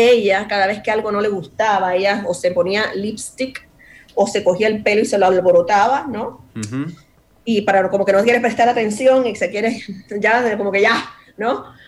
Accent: New Jersey, United States; Primero, yo me crié aquí en los Estados Unidos. Entonces, sí. Y me crié en Jersey. Soy de Jersey, sí.

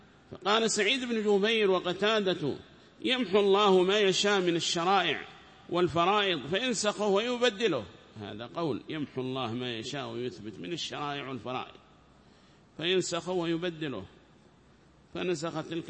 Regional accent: Taiz, Taiz Governorate, Yemen; وهذا مشهور قال عندنا في تعز

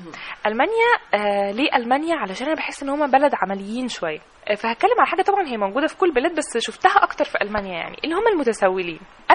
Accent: Egypt; احنا محتاجين الفنانين التشكيليين وفنانين العمارة عندنا في مصر

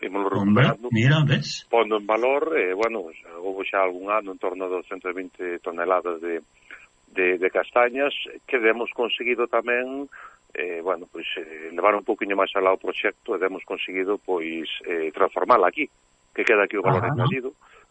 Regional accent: Galicia, Spain; Eu son enamorado da nosa terra, do noso país, non? Pero, bueno, da miña terra, que é onde vivín sempre

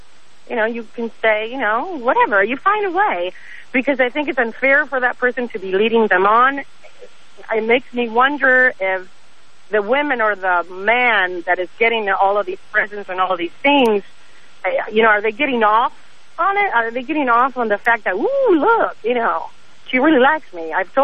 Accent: Argentina; Argentina.

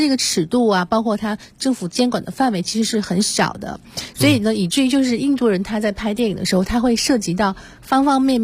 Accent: China; 其实他们这个国家。并没有太多的像我们中国人，我们有非常源远流长的历史。

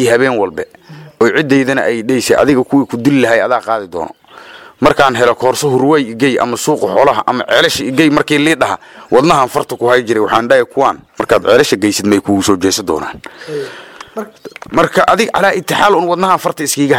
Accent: Bari, Somalia; waxaan ka imid bari

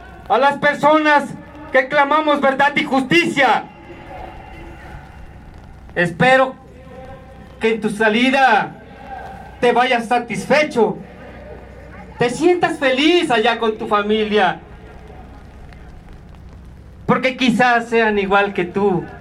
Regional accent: Mexico; Somos mexicanos y no nos vamos a prostrar ante los pies de cualquier presidente.

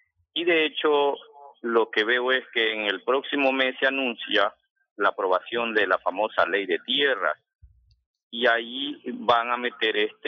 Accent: Manabí, Ecuador; en Manabí, que soy de Manabí, habla mucho de extensiones de piñón

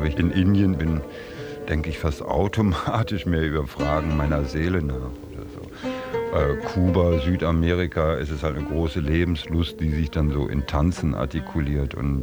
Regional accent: North Rhine-Westphalia, Germany; ich bin ja schon 58 inzwischen und so, dass wenn ich dann mal tatsächlich in meine Heimat fahre, also wo ich aufgewachsen bin da in Ostwestfalen

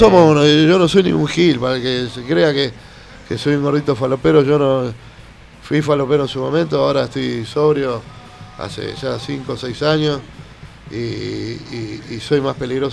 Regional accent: Buenos Aires, Argentina; yo me crié de adolescente en Plaza de Mayo. Y después fui padre y me empecé a mudar, viví en Barracas. Y terminé viviendo ahí en Crucecita

